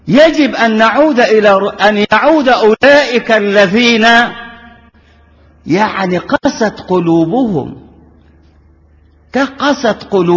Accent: Egypt; ونحن أبناء مصر كلنا كما قلت تقلنا أرض واحدة

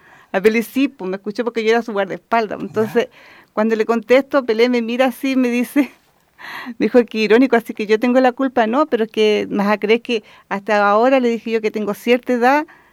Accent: Santiago, Santiago Metropolitan, Chile; born there; Bueno, yo nací en Santiago.

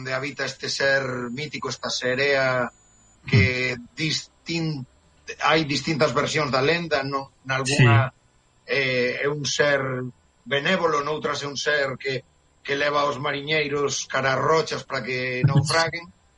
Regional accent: A Coruña, Galicia, Spain; digamos que somos da Coruña

